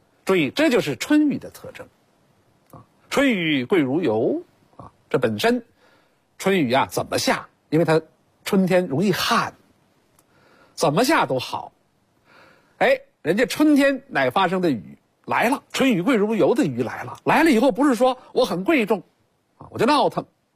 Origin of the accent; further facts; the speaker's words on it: China; 我们中国人是农业民族，啊，在很大程度上，包括今天在很多地方是靠天吃饭